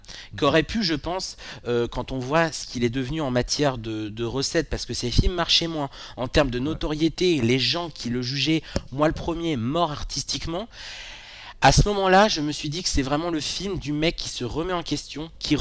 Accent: France; Incassable, je suis français

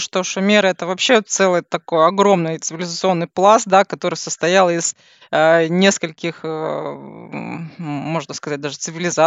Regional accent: Kazakhstan; Непосредственно я из Казахстана, привет.

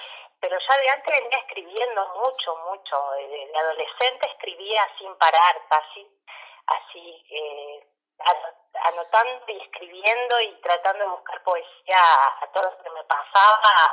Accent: La Paz, Argentina; yo de chiquita acá viviendo en La Paz, porque yo soy oriunda de acá de La Paz

